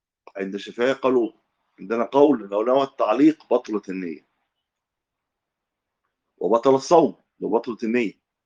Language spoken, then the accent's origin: Arabic; Egypt; لكن لو العمله واحده زي عندنا في مصر